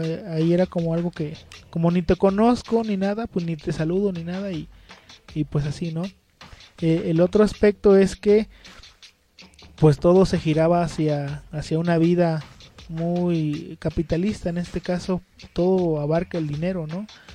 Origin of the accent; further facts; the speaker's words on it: Citlala, Guerrero, Mexico; me voy a contextualizar y como si yo estuviera en Citlala, ¿no? Porque extraño mucho mi pueblo.